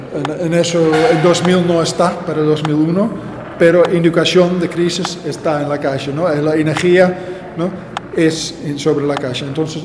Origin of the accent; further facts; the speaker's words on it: Netherlands; Spanish is a second language; now in Argentina; porque soy de Holanda, con mi tradición holandés, con mi tradición de pintura, entro en un país de con otra tradición